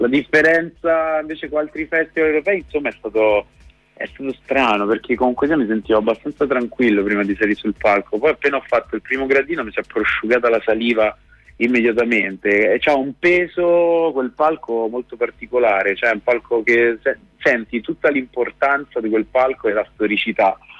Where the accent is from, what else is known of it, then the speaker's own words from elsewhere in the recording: Rome, Lazio, Italy; Vengo da Roma.